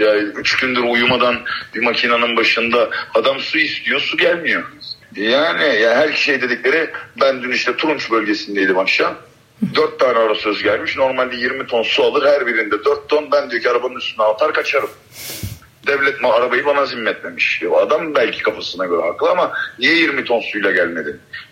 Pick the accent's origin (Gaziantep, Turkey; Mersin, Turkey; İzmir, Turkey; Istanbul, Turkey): İzmir, Turkey; Kendimiz İzmirliyiz bütün ekibimiz. Karşıyaka, Göztepe, Bornova, Çamdibi her yerden arkadaşımız var.